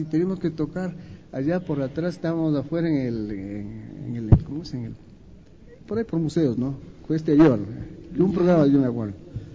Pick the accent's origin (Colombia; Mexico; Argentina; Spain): Colombia; also born or lived in Brazil; now in Ecuador; yo viví en Brasil, yo me formé en Brasil como director de orquesta. Entonces, tengo todas esas... y soy colombiano además